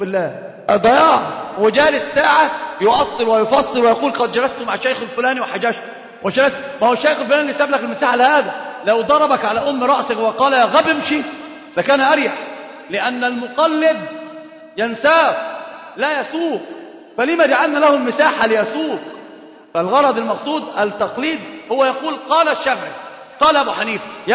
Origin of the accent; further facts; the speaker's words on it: Egypt; وطبعا عندنا في مصر مشهورة جدا علقها في رقبة عالم